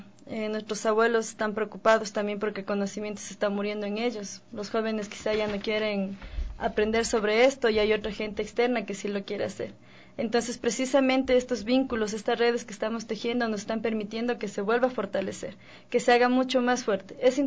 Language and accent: Spanish; Tabalo, Pichincha, Ecuador; yo no soy de Calacalí, soy de Tabalo, quichua indígena de Tabalo.